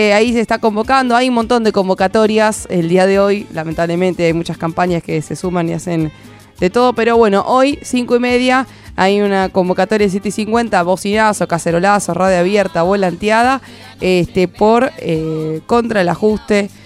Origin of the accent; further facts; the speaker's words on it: La Plata, Buenos Aires Province, Argentina; Yo soy platense.